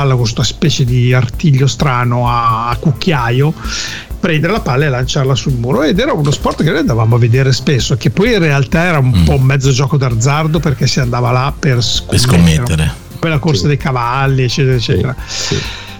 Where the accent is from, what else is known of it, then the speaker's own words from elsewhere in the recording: Parma, Emilia-Romagna, Italy; a Parma, dove io sono di Parma, no, nativo